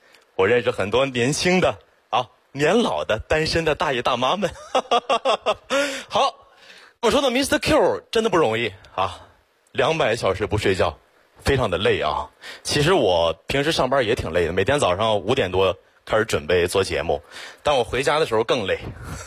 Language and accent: Chinese; Xiong'an, Hebei, China; 我真的特别的区区土生土长的雄安人，从小在那长大。